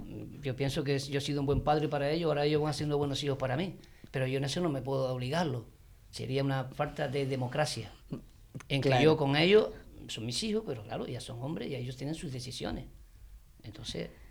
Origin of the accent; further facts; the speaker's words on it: El Draguito, Canary Islands, Spain; also born or lived in Santa Cruz; porque mis padres, ya te digo, vivíamos en Santa Cruz, pero somos de aquí, del Draguito